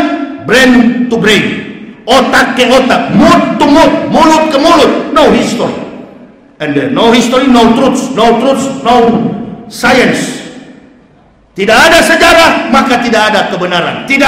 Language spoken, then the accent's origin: Indonesian; Manado, North Sulawesi, Indonesia; dulunya kampung halaman saya, provinsi saya, Sulawesi Utara, Manado